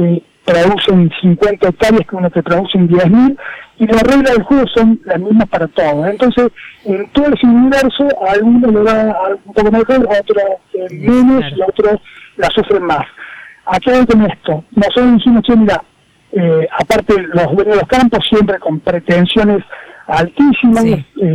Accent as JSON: {"language": "Spanish", "region": "Córdoba", "country": "Argentina", "tie": "born there", "said": "yo soy un ingeniero agrónomo, nací de primera en Córdoba Capital, con mi hermano, no somos hijos de productores"}